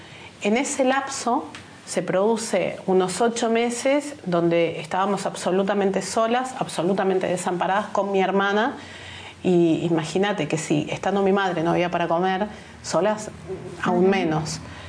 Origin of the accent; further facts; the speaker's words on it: Buenos Aires, Argentina; also born or lived in Córdoba; Vivía en Buenos Aires. Uh-huh. En la primera etapa de mi infancia, en Buenos Aires. Luego nos mudamos a Córdoba cuando mi padre se enfermó de cáncer.